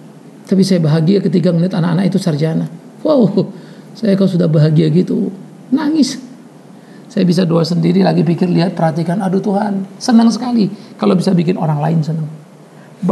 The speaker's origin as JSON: {"language": "Indonesian", "town": "Pematangsiantar", "region": "North Sumatra", "country": "Indonesia", "said": "Saya orang Siantar. Dari daerah saya banyak sekali senior-senior saya yang jadi jagoan-jagoan"}